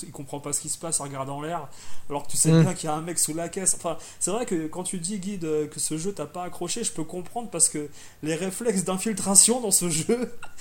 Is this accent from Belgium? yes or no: no; France; accent: French; je parle anglais couramment, il n'y a aucun problème, mais pour moi, je suis français à la base, et voilà, si tu veux, ça me dérange pas de parler avec un accent français